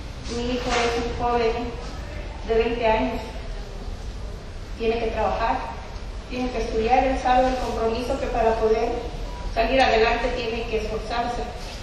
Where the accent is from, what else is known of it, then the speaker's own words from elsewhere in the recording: Mexico; Nosotros como mexicanos y como padres que tenemos hijos desaparecidos